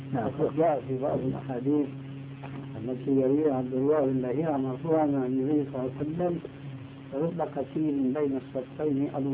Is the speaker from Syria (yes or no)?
yes; Syria; وأنا شامي طبعا